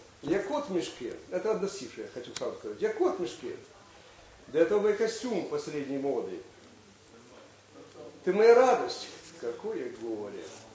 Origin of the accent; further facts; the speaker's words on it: Lyman, Donetsk Oblast, Ukraine; По тем временам для пацана из Красного Лимана, я родом отсюда, коренной донбассовец, это был неслыханный успех.